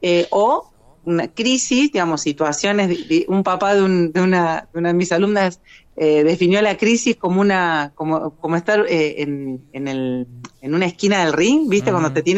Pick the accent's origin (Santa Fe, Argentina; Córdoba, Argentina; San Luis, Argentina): Santa Fe, Argentina; San Lorenzo; now in Funes, Argentina; En Funes, estoy a 4 cuadras del aeropuerto de Rosario. Soy de San Lorenzo, soy oriunda de San Lorenzo, la ciudad histórica de San Lorenzo.